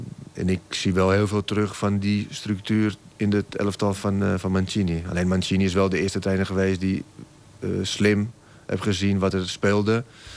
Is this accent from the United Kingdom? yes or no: no; Italy; Dutch is a second language; now in Netherlands; Nou, mijn rol als Italiaan in Nederland, met name bij Ajax, was ik ook een hele groot aanspreekpunt voor hun.